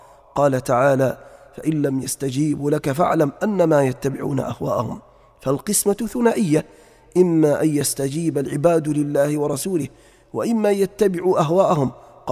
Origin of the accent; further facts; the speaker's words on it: Libya; وأهل بلادنا ليبيا الحبيبة خاصة